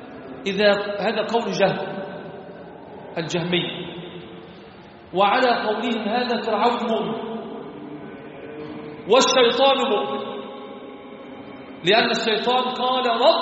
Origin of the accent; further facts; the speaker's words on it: Egypt; عندنا في مصر يزهدون في العمل، لا يصلون الصلوات في جماعة